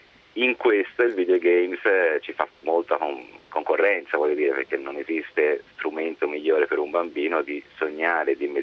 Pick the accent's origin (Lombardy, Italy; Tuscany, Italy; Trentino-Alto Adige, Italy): Tuscany, Italy; Florence; io sono fiorentino